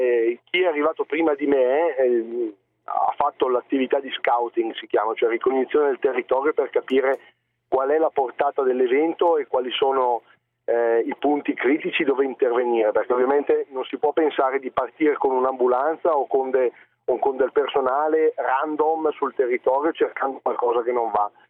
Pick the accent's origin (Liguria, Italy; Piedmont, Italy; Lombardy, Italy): Lombardy, Italy; un comune della provincia, non sono proprio di Bergamo città.